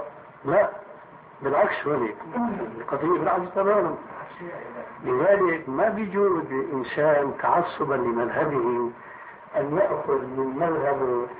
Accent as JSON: {"language": "Arabic", "country": "Syria", "said": "كما يقولون عندنا في الشام"}